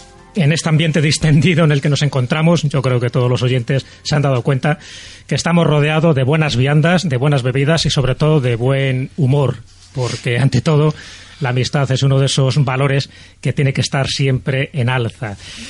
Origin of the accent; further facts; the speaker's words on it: Castile and León, Spain; Yo, aparte de mi tierra leonesa